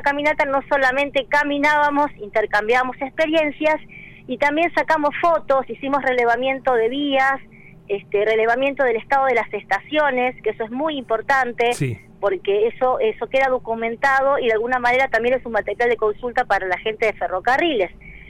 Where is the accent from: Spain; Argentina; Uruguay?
Argentina; Rosario, Santa Fe; now in Valle Hermoso, Argentina; Sí, yo soy oriunda de Rosario, hace 25 años que vivo en Valle Hermoso.